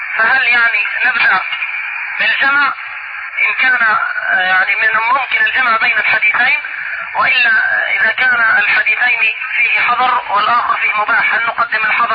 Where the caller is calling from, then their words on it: Mecca, Makkah Province, Saudi Arabia; احنا بنكلمك يعني من مكة